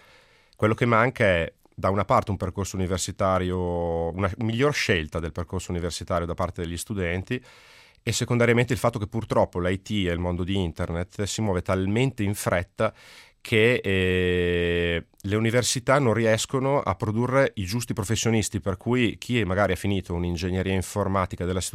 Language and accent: Italian; Reggio Emilia, Emilia-Romagna, Italy; accent: Emilian; come si sarà capito dal mio accento, io sono emiliano, sono di Reggio Emilia